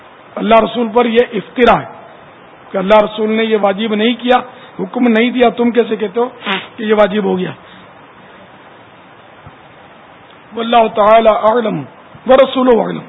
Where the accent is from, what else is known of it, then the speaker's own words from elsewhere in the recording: Sindh, Pakistan; born there; میرا پیر پنجابی تو میں پنجابی, میرے اعلی حضرت پٹھان تو میں پٹھان, میں سندھ میں پیدا ہوا تو سندھی, عربی آقا کا غلام ہوں تو عربی.